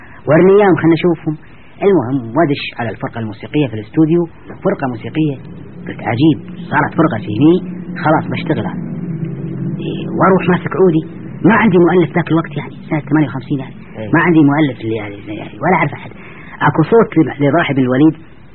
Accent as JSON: {"language": "Arabic", "country": "Kuwait", "said": "قلت له ابوي انا كويتي"}